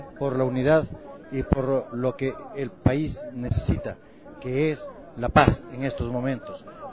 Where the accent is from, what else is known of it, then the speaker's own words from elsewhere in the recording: Ecuador; Como ecuatorianos, juntos en de todas las regiones del país